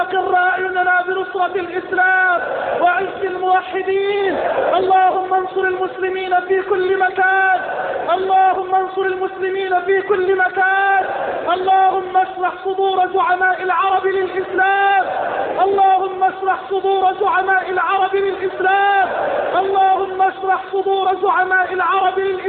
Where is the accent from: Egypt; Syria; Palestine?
Egypt; اللهم اجعل بلدنا مصر واحة للأمن والأمان،